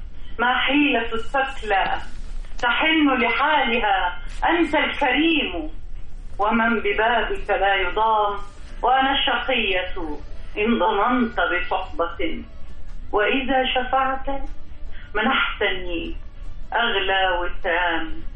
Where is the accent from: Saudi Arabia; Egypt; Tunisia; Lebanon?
Egypt; كل الاحتلالات دخلت مصر اخذت مننا وخرجت، احنا ما خدناش منها